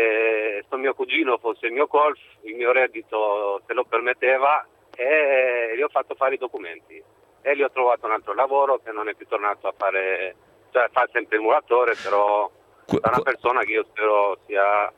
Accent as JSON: {"language": "Italian", "country": "Albania", "lives_now": "Italy", "said": "Sono albanese."}